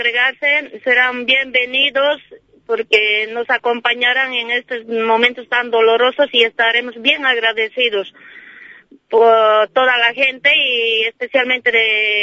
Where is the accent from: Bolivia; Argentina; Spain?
Bolivia; en nuestro país, que yo soy boliviana, en nuestra querida Bolivia.